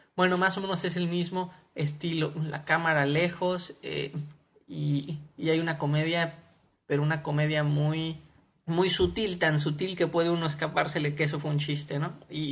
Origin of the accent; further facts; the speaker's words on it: Morelia, Michoacán, Mexico; Yo soy de Morelia, Michoacán, en México, y aunque Morelia no es una ciudad chiquita, digamos a principios de los 80s, sí era una ciudad todavía más pequeña.